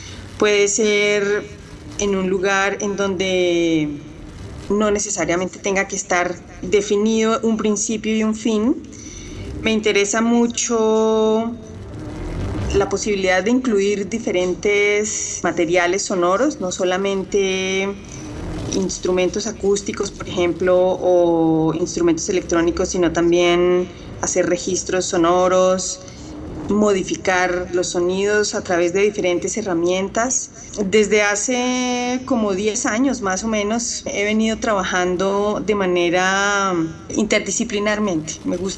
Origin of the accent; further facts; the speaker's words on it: Colombia; soy artista sonora, soy compositora colombiana